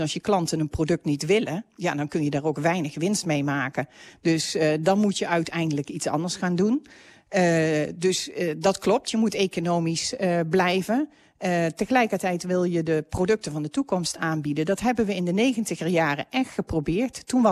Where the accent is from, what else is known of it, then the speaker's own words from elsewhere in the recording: Helmond, North Brabant, Netherlands; Ik kan me herinneren, ik kom uit Helmond, dat er in Helmond een zonnepanelenfabriek was.